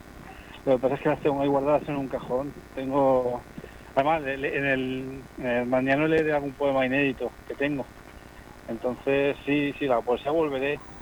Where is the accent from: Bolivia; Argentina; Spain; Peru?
Spain; Elche, Valencian Community; soy muy de las afueras, de la vía para arriba, ¿no? Yo soy de la vía para arriba, yo nací en Elche, en el hospital, pero me he criado en el Toscar y yo soy muy orgulloso de ser de mi barrio.